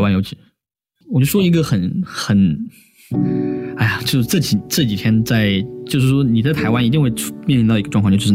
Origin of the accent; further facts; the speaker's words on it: China; 我是大陆人，我是中国人，是怎么了吗？